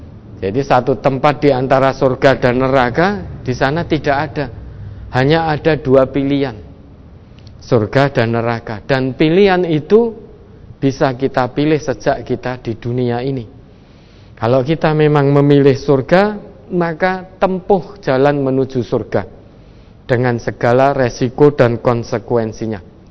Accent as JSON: {"language": "Indonesian", "town": "Surakarta", "region": "Central Java", "country": "Indonesia", "said": "Tidak harus saya asli Solo, matinya harus di Solo, tidak."}